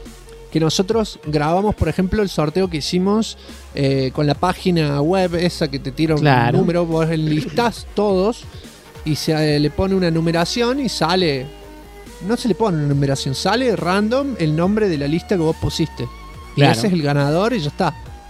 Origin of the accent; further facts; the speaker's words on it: Argentina; Yo soy Argentina, me ha vuelto así, ¿eh? Yo no era así cuando era joven.